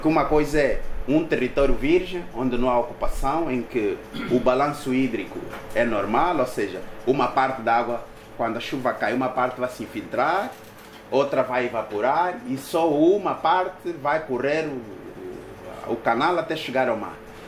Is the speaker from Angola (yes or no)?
yes; Cazenga, Luanda, Angola; Eu cresci no Cazenga